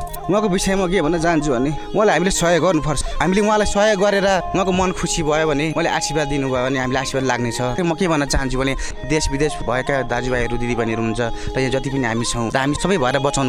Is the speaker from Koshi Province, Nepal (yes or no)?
yes; Dharan, Koshi Province, Nepal; मेरो घर धरान सुन्दरी पर्छ, होइन?